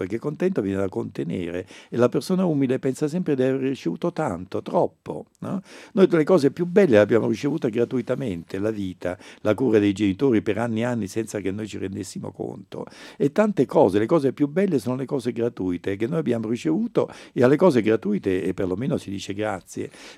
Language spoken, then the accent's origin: Italian; Naples, Campania, Italy; io sono un napoletano e a Napoli il lavoro si dice faticare